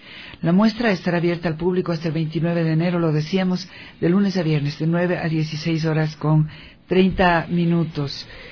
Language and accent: Spanish; Ecuador; nos enorgullece como ecuatorianos